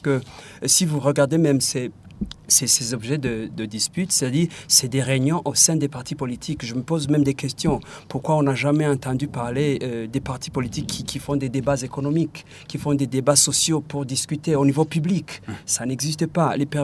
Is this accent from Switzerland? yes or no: no; Burundi; les partis politiques chez nous au Burundi sont devenus des machines pour conquérir le pouvoir.